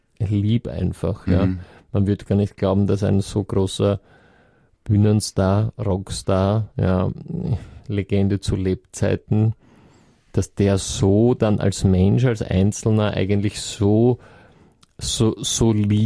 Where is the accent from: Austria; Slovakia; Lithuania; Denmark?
Austria; bei uns in Österreich